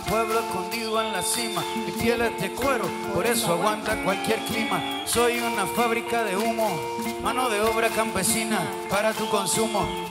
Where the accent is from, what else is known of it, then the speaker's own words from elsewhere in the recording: Puerto Rico; nosotros venimos desde Puerto Rico, que es una islita hermosa, rodeada por agua, por gente buena, pero lamentablemente somos una cabrona colonia y tenemos dos banderas